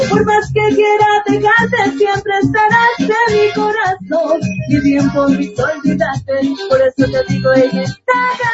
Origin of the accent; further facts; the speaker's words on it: Manabí, Ecuador; now in Quito, Ecuador; ya tengo más de 8 años viviendo aquí en la ciudad de Quito. Me he quedado enamorada de la capital y creo que es difícil desprenderme de ella, a pesar que soy manabita. Yo orgulloso también de ser de mi provincia tan hermosa